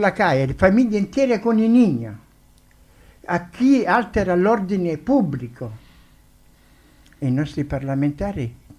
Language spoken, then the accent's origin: Spanish; Italy; Spanish is a second language; now in Spain; Yo soy italiano. Yo soy italiano, amo la España porque vivo aquí da mucho tiempo y morirò aquí